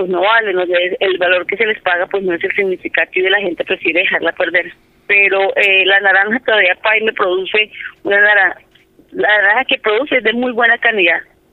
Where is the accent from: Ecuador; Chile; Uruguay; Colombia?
Colombia; Cundinamarca; Nosotros somos de Río Negro Alto, que somos San Cayetano, Villa Gómez, Paine.